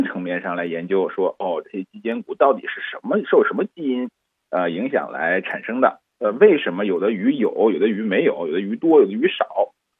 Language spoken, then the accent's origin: Chinese; China; 因为我们中国人现在的这个淡水的水产养殖的这个从产量或者是销量来说